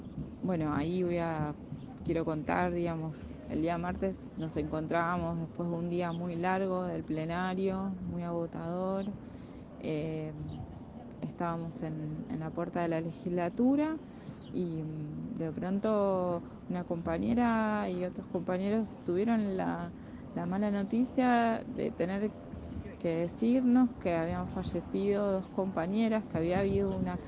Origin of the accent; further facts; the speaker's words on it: Lago Puelo, Chubut, Argentina; yo soy de Lago Puelo.